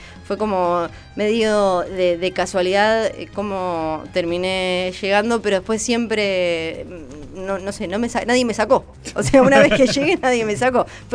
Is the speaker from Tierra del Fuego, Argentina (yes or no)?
yes; Ushuaia, Tierra del Fuego, Argentina; Y de chica, ya en Ushuaia